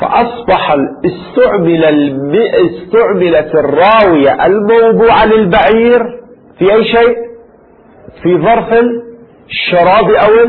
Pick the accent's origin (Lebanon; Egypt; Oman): Lebanon; يعني عندنا في لبنان لا يقال زوادة